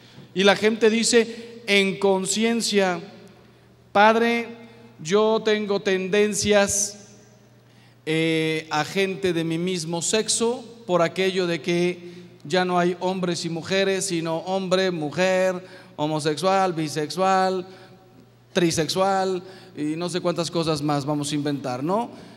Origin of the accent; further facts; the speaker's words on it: Mexico; ustedes saben que yo soy mexicano